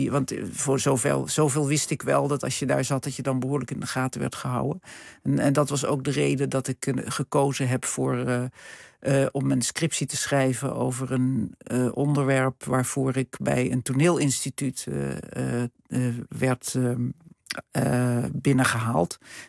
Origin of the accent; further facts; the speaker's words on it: Hilversum, North Holland, Netherlands; ik kom uit Hilversum. Ik zat op het gymnasium hier en ik had allerlei talen gehad al. Frans, Duits, Engels, Grieks, Latijn. Nederlands.